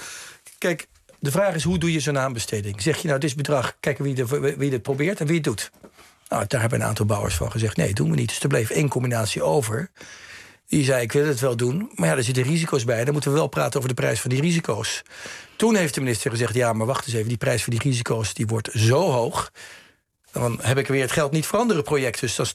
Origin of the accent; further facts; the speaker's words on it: Rotterdam, South Holland, Netherlands; Ik kom uit Rotterdam.